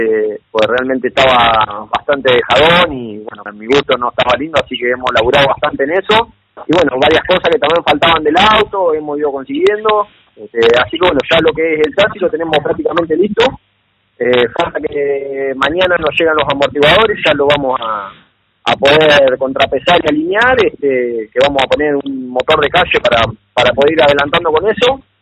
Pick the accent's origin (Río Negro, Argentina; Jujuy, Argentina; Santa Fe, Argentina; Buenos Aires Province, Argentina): Buenos Aires Province, Argentina; Coronel Dorrego; De Coronel Dorrego.